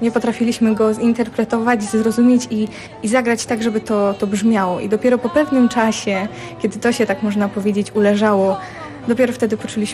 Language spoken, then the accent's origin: Polish; Kurzętnik, Warmian-Masurian Voivodeship, Poland; Ja z Kurzętnika